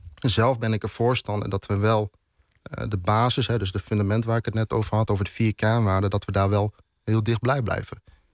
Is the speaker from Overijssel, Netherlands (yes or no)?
no; Arnhem, Gelderland, Netherlands; also born or lived in Zutphen; Nou, ik ben geboren en getogen in Arnhem. Ja. En op mijn 13e leeftijd ben ik verhuisd naar Zutphen-Warnsveld.